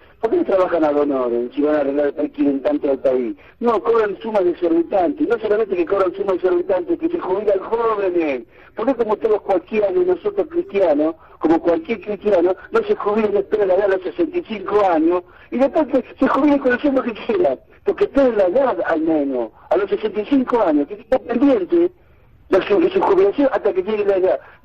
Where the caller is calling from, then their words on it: Villa Ballester, Buenos Aires Province, Argentina; de Villa Ballester.